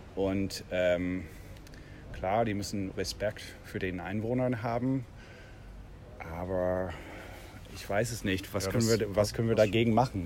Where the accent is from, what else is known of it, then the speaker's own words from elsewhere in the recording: Canada; German is a second language; now in Berlin, Germany; Also ich bin auch kein Deutscher. Ich komme aus Kanada.